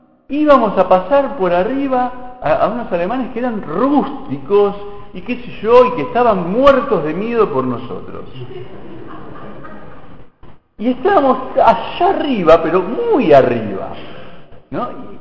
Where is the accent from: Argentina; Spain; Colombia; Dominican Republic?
Argentina; Y nos pasa mucho como argentinos, que podemos dar 500 vueltas por distintas áreas